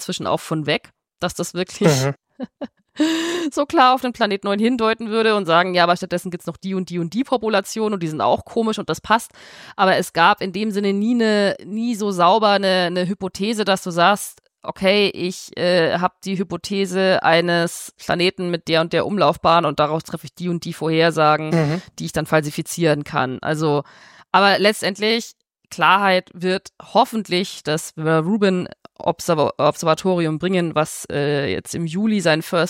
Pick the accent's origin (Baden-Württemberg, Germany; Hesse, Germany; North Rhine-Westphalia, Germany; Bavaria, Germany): Bavaria, Germany; Als Fränkin stimme ich für Fei.